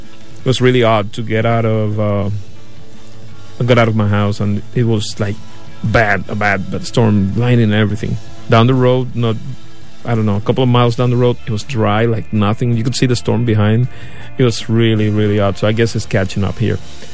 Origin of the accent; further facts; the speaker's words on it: Ponce, Puerto Rico; now in United States; and I mean quite literally from here, the area, Central Florida, but also from my hometown, Ponce